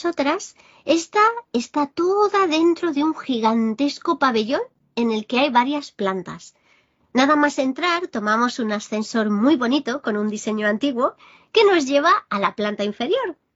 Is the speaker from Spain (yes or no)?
yes; Barcelona, Catalonia, Spain; Barcelona, mi tierra natal.